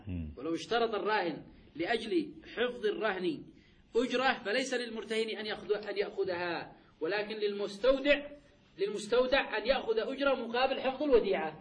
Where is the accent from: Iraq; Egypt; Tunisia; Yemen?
Yemen; هذا يا شيخنا يذكروها في مسألة عندنا في اليمن قصة أي الطلي